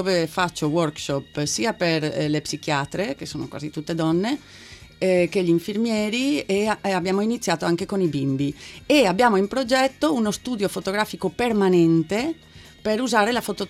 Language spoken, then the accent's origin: Italian; Spain; Italian is a second language; also born or lived in Milan